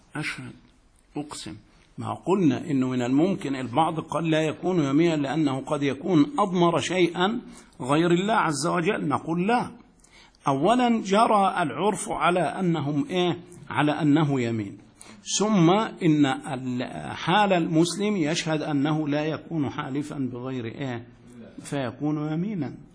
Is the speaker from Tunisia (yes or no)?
no; Egypt; يا أخي لا إشكال، أنا مصري أتيت إليك